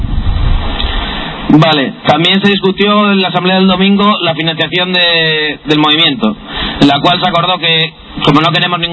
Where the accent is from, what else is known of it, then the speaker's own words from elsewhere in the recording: Oviedo, Asturias, Spain; los que somos de Oviedo más o menos sabemos que esto se queda vacío.